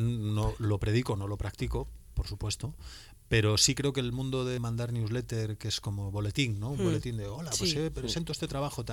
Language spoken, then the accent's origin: Spanish; Vigo, Galicia, Spain; Yo también soy vigués, yo también veo territorios periféricos